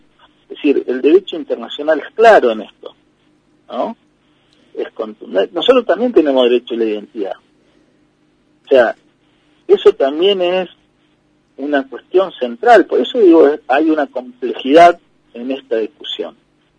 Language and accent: Spanish; Valcheta, Río Negro, Argentina; born there; Yo nací en Balchita.